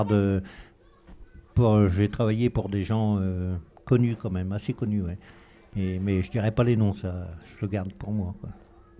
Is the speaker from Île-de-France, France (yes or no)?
no; Normandy, France; Alors moi, je viens de la Seine-Maritime. Je viens de côté de Aumale et Neufchâtel-en-Bray, dans 76. Et on vivait sur le jardin, beaucoup sur le jardin.